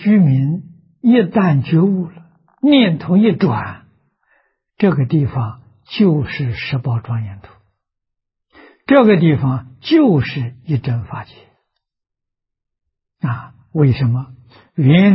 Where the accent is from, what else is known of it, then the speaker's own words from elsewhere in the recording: China; 我们中国人讲啊，一团和气啊